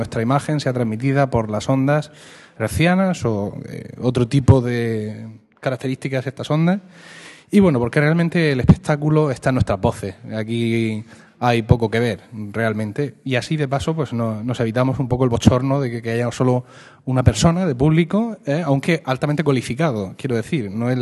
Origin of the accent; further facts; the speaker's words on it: Region of Murcia, Spain; no podemos sustraernos como murcianos y como usuarios